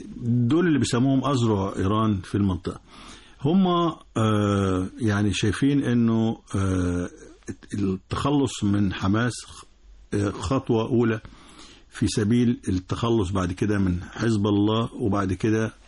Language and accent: Arabic; Egypt; بالنسبة لنا يعني كمصري أو كعربي مؤجلة دلوقتي